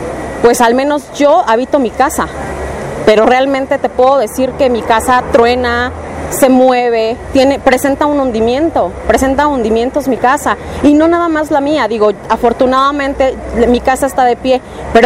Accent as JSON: {"language": "Spanish", "town": "Tláhuac", "region": "Mexico City", "country": "Mexico", "said": "soy de la Colonia del Mar, pertenezco a Tláhuac"}